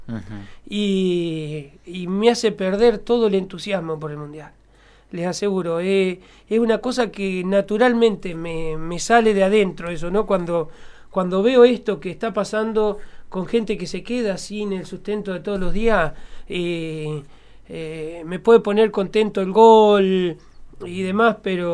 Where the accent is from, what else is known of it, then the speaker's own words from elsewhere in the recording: Colonia Bremen, Córdoba, Argentina; Es la capital del departamento donde está Colonia Bremen, mi pueblo.